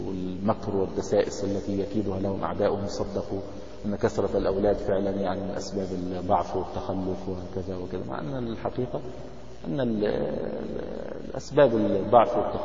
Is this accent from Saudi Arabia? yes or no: no; Egypt; now in United States; يعني عندنا في مصر يعني معونات من الدول الأجنبية وكذا ينشئون مراكز تنظيم الأسرة